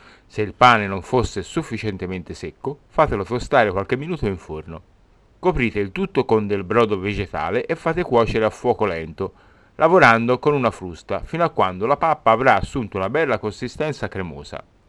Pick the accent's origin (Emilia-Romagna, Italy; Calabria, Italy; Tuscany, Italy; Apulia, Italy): Tuscany, Italy; Quindi, da buon toscano